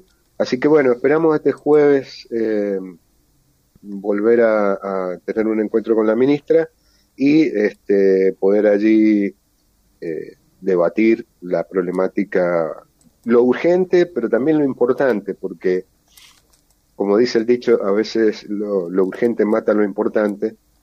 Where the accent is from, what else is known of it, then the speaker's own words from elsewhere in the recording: Mendoza, Argentina; como mendocinos y como habitantes de este suelo nos interesan